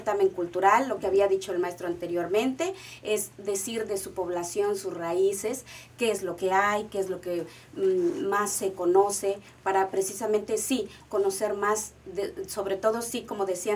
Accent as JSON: {"language": "Spanish", "region": "Oaxaca", "country": "Mexico", "said": "O sea, yo soy de Oaxaca, pero hay muchas cosas que yo desconozco"}